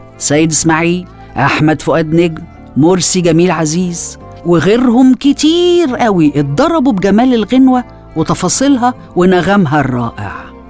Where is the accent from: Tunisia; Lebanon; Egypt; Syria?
Egypt; بس الزمن وإيدينا إحنا كمصريين بهدلت السبيل